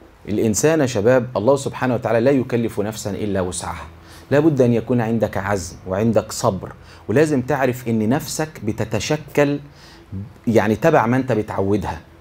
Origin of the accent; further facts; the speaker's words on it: Egypt; accent: Egyptian; تفهموني انا بتكلم مصري ولا اكلمكم؟